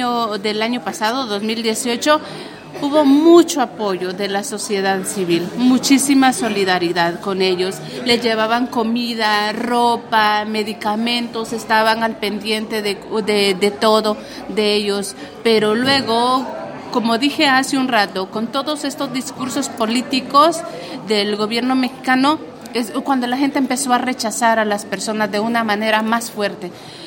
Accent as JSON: {"language": "Spanish", "country": "Honduras", "said": "muchos han muerto ahorita en mi país, en Honduras."}